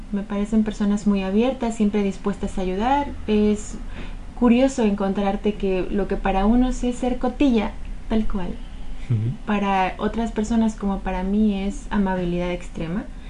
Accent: Toluca, State of Mexico, Mexico; moved away as an adult; now in Gijón, Spain; yo soy del centro de México, del Estado de México, que es como mi provincia, y mi municipio se llama Toluca.

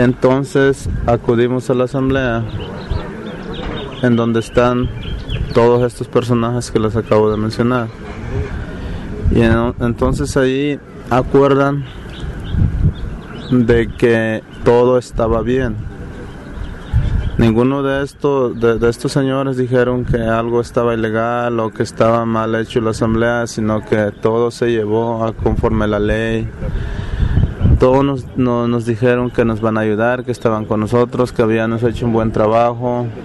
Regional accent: Zacualpan, Colima, Mexico; soy del estado de Colima, de un pueblo que se llama Zacualpan.

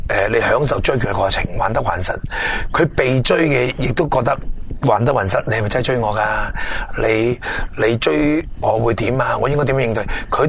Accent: Guangdong, China; 我哋广东人啦，即系最叻噶啦

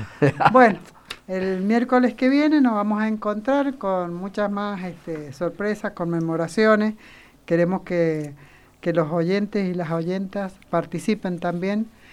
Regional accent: Argentina; como argentinos nos iremos organizando para los 40 años de democracia.

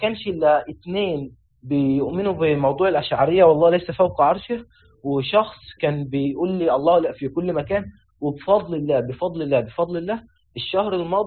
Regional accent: Egypt; لو نظرت للمدارس عندنا في مصر وفي الأزهر

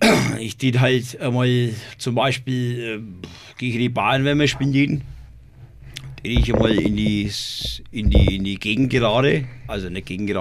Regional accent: Röthenbach an der Pegnitz, Bavaria, Germany; born there; now in Nuremberg, Germany; Ich bin geboren in Rödenbach an der Begnitz.

